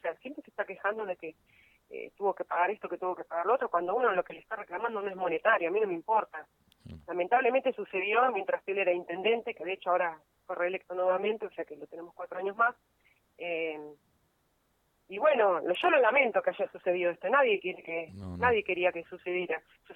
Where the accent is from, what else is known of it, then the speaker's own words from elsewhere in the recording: Buenos Aires, Argentina; now in La Paz, Argentina; Yo soy de Buenos Aires, elegí vivir en La Paz porque era un lugar tranquilo. Mi compañero es nativo de acá de La Paz.